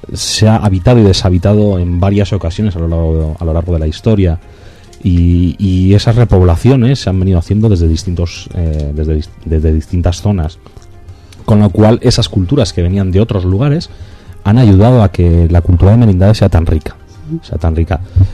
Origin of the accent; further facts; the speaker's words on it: Bilbao, Basque Country, Spain; a pesar de que soy de Bilbao, cuando viene la gente de Bilbao me meto con ellos